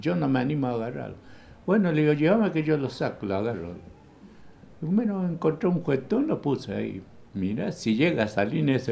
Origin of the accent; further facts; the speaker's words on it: Itá Ibaté, Corrientes, Argentina; fuimos unas vacaciones a Corrientes, mi pueblo Itaibaté Corrientes